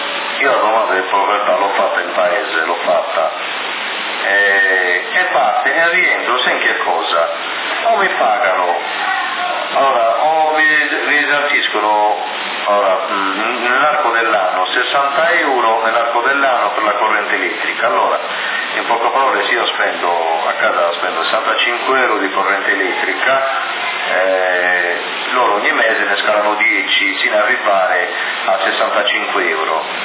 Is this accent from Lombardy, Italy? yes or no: no; Ossi, Sardinia, Italy; perché io sono di Ossi, a Sassari dovrei avere la residenza